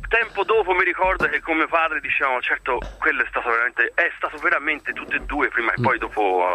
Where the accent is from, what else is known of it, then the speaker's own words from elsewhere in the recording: Florence, Tuscany, Italy; Devo dire che io sono fiorentino, per cui siamo toscani tutti e due.